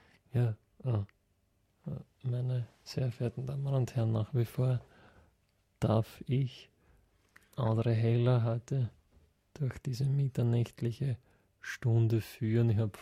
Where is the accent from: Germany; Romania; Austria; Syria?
Austria; Nämlich schon bei uns in Österreich hervorragend, wenn man die Stadthalle ausverkauft, ja?